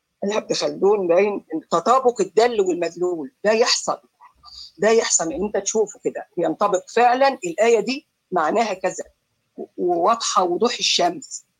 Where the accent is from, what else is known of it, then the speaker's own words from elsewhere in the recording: Egypt; احنا كمصريين ما كناش عرب.